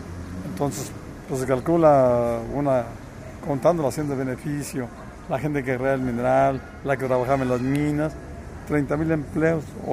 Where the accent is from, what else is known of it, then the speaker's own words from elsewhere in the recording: Cerro San Pedro, San Luis Potosí, Mexico; born there; Y yo, siendo familia minera, y yo nací en Cerro San Pedro.